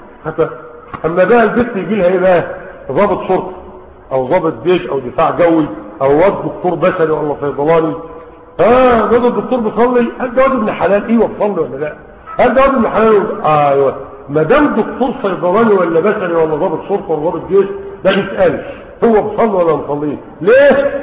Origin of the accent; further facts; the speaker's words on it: Egypt; عندنا في مصر 9 مليون عام فاتت الثلاثين